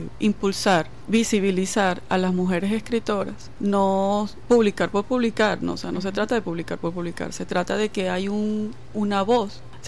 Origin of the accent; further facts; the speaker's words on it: Caracas, Capital District, Venezuela; moved away as an adult; now in Mérida, Venezuela; Yo soy caraqueña, pero tengo ya como 20 años viviendo en Mérida y haciendo vida cultural allá en el estado de Mérida.